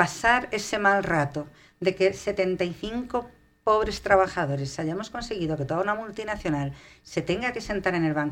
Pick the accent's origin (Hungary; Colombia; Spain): Spain; Madrid, Community of Madrid; Somos de Vallecas, vivimos en Vallecas, trabajamos en Vallecas y los vecinos se han portado siempre muy bien.